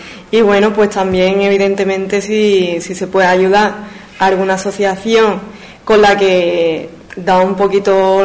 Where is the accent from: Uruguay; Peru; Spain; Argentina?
Spain; Ubrique, Andalusia; soy de Ubrique y bueno, pues después de una larga estancia de estudio relacionado con el diseño, la moda, la piel